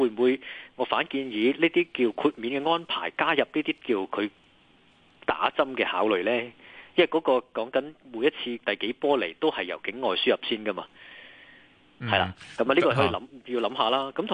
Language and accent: Cantonese; Hong Kong